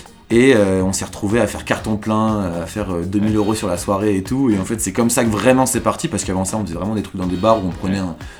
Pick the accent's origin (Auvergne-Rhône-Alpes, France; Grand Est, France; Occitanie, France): Auvergne-Rhône-Alpes, France; Lyon; moi je suis lyonnais